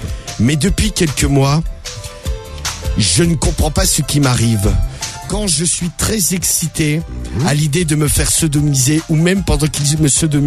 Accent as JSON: {"language": "French", "region": "Nouvelle-Aquitaine", "country": "France", "said": "Je suis de la Creuse. J'ai 25 ans"}